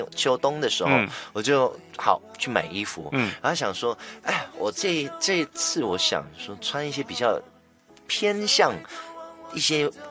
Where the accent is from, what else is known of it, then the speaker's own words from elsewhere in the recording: Malaysia; 我是来自马来西亚的，所以马来西亚它是一个完全没有冬天的一个地方嘛，所以它只有夏天，而且马来西亚它是属于一个阳光很好